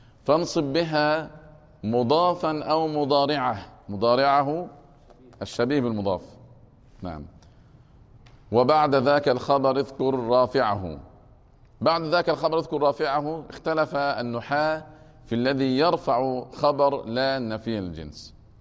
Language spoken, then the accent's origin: Arabic; Egypt; يعني عندنا في مصر الفصل الدراسي قد يتجاوز 50 طفلا في المرحلة الابتدائية